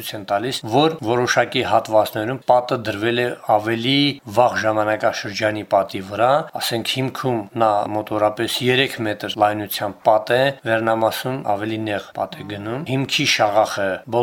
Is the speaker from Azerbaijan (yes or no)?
yes; Shusha, Karabakh, Azerbaijan; երկրորդ պլան մղվել է պարզապես որպես շուշեցի